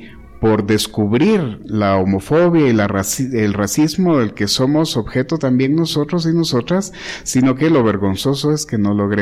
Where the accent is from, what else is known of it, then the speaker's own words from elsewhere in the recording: Quetzaltenango, Guatemala; moved away; Cuando yo vine de Quetzaltenango hace ya algunos años, habiendo nacido y crecido